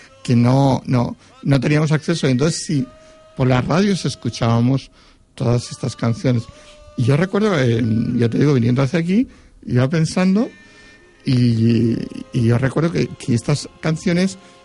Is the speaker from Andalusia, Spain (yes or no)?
no; Foios, Valencian Community, Spain; Y nos lo alquilaba en mi pueblo, yo soy de Foyos